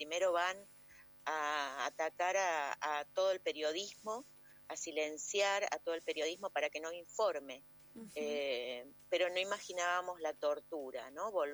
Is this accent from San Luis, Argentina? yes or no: yes; San Luis, Argentina; born there; yo nací en San Luis además